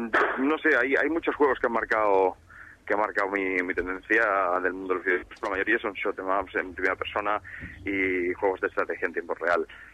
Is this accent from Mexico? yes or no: no; Sitges, Catalonia, Spain; Yo soy de Sitges.